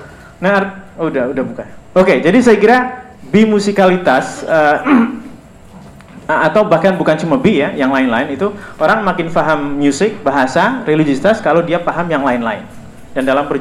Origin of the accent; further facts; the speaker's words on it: Banyumas, Central Java, Indonesia; first language Javanese Banyumas; Indonesian is a second language; Seperti saya ini orang Jawa dan Jawa Banyumas. Saya kalau mau ngomong apa saja, jauh di dalam diri saya ngomong pakai bahasa Jawa Banyumas.